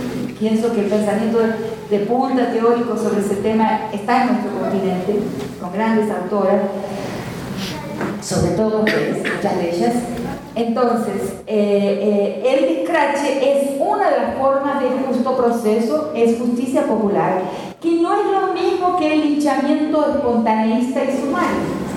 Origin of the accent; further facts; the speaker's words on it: Argentina; algo que estoy acompañando en mi país, ahí por muchas convocatorias de muchas madres, de muchos directores de colegios, de grandes colegios de la Argentina